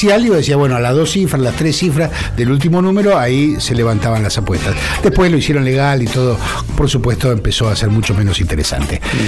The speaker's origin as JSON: {"language": "Spanish", "town": "Lomas de Zamora", "region": "Buenos Aires Province", "country": "Argentina", "said": "Pasa que yo soy de Loma de Zamora. Digo, no es desconocimiento de lo que ocurre en la ciudad, pero es desconocimiento porque vivo en Loma de Zamora."}